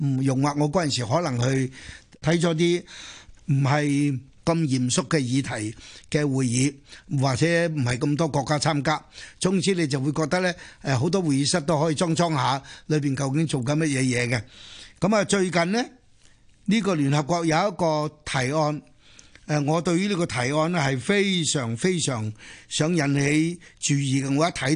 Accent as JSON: {"language": "Cantonese", "town": "Chaozhou", "region": "Guangdong", "country": "China", "said": "呢个我系潮州人，自细听我妈讲"}